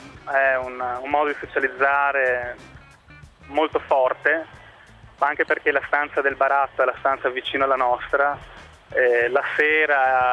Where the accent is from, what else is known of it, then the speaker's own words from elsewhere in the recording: Padua, Veneto, Italy; io sono da Padova, ho lavorato a Modena, sono province abbastanza laboriose